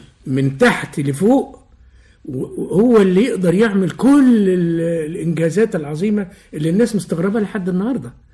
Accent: Egypt; اولا في المدخل تمثال مش موجود عندنا في مصر

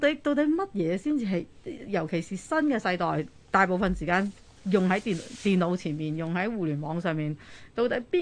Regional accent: United Kingdom; 我嘅 teenager 就係喺英國生長。長大的，咁到底嗰個係咪我的故鄉咧？

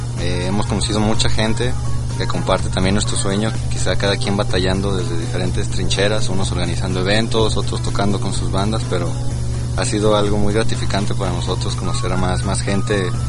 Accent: Guadalajara, Jalisco, Mexico; born there; yo nací aquí en Guadalajara, pero toda mi familia radica en Irapuato, Guanajuato.

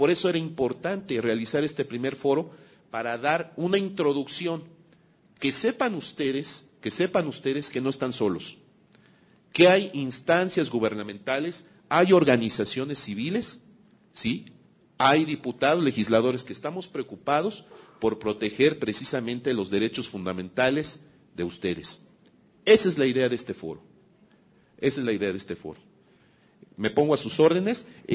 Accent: Mexico; es importante también que hagamos fuerza como mexicanas, como mexicanos

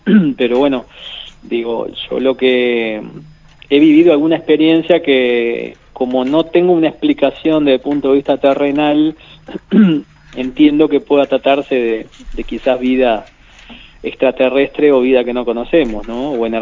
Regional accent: Mercedes, Soriano, Uruguay; also born or lived in Durazno / San José / Tacuarembó; yo soy de Mercedes, pero viví hasta los 6 años y después a mi padre lo trasladan ahí a Durazno, que era gerente del banco comercial, y yo viví en Durazno 5 años

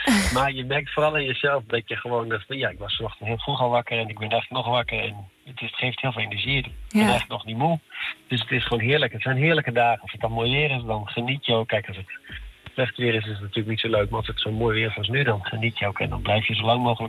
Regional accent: Netherlands; Dus wij als Nederlanders zijn dat wel snel...

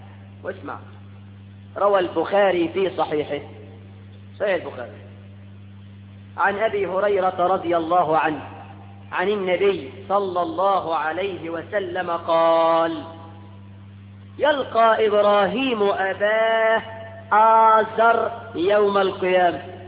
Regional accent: Egypt; ده احنا كمصريين بنسمي الواحد اسمين مش لقب حتى

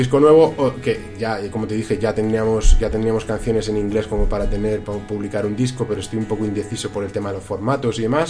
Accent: Spain; aunque no sea un experto bilingüe nativo, evidentemente, porque soy español

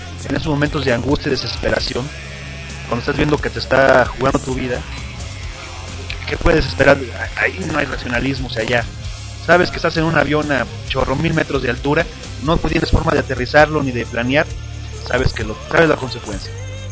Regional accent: Mexico; como mexicanos creemos en todas las conspiraciones

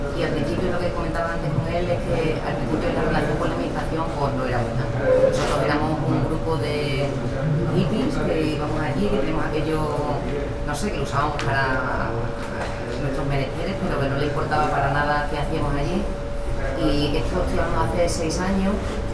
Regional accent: Extremadura, Spain; Del PP, yo venimos de un pueblo de Extremadura, un PP bastante rancio, como podéis imaginar, un pueblo pequeño.

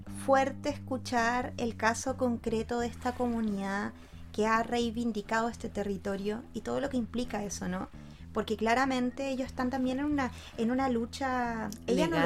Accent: Chile; que somos ciudadanos de Chile

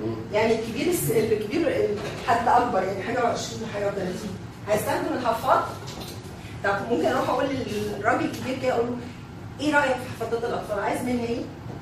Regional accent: Egypt; يعني انا مصري هاكل اللي موجود في مصر بالثقافه بتاعتي

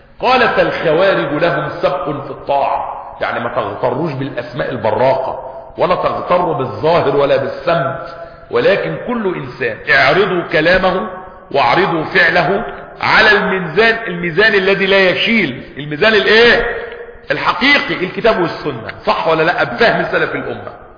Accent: Egypt

